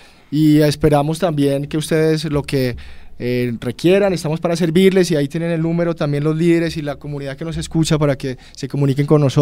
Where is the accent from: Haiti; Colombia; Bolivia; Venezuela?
Colombia; enfocarnos hacia un futuro en paz como colombianos